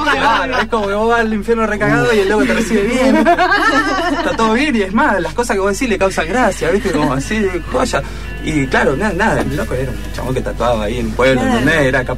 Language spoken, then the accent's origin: Spanish; Tres Arroyos, Buenos Aires Province, Argentina; No, en el sentido de yo soy de Tres Arroyos.